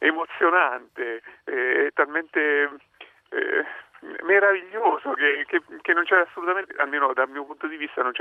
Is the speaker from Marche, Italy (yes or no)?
yes; Ascoli Piceno, Marche, Italy; io poi sono di Ascoli Piceno